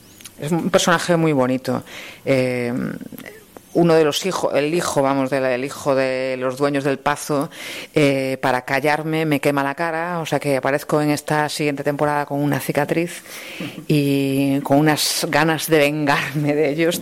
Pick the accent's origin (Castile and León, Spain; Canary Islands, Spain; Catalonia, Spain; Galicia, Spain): Galicia, Spain; me hayan llamado de Galicia, de mi tierra, para trabajar en una serie